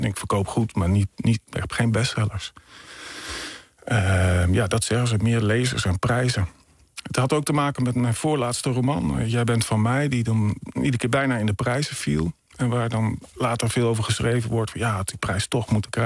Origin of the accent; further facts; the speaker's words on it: Emmen, Drenthe, Netherlands; Een roman over mijn jeugd in een blokkenwinkel in Emmen.